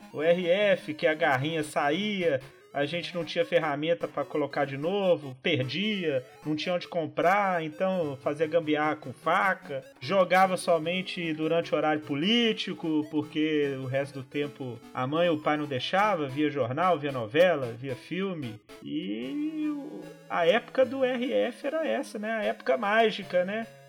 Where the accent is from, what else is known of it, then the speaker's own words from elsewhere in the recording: Brazil; Ué, sou brasileiro, sempre especializado em gambiarra.